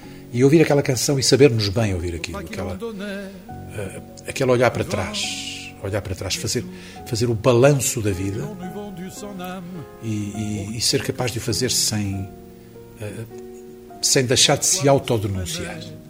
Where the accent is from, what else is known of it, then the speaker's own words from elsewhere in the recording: Lisbon, Portugal; Nós somos de Lisboa.